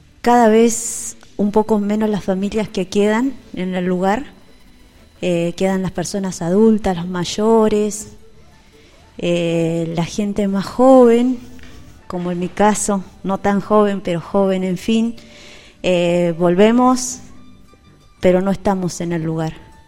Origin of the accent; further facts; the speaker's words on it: Anecón Grande, Río Negro, Argentina; Yo soy de Anecón Grande, un poco más en el centro de la línea sur, donde está todo el viento y la sequía, de por allá. Hice la escuela primaria en la escuela de ahí, de la comunidad